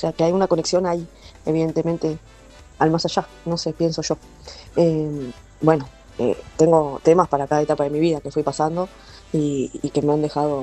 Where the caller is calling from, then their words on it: Quilmes, Buenos Aires Province, Argentina; de Quilmes